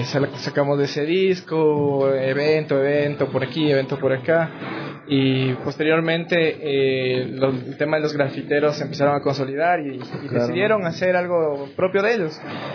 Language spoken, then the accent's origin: Spanish; Quito, Pichincha, Ecuador; por eso soy de la Vicentina.